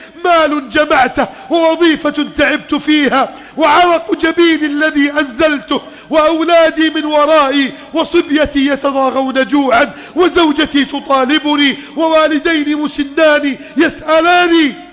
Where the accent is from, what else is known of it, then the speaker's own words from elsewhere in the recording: Egypt; اجعل بلدنا مصر أمنا سلاما، سلما سخاء رخاء